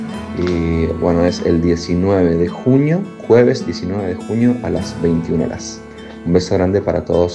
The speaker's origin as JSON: {"language": "Spanish", "region": "Chaco", "country": "Argentina", "said": "siempre me remiten un poco a Chaco, que es de donde soy"}